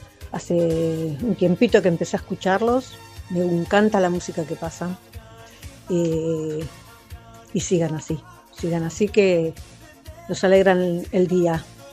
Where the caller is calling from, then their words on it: Quilmes, Buenos Aires Province, Argentina; de Quilmes y estoy queriendo participar.